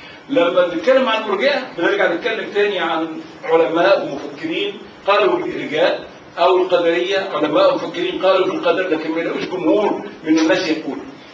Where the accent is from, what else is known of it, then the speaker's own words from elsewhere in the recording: Egypt; وللاسف انه اغلبهم بيقولوا كان من بلدنا مصر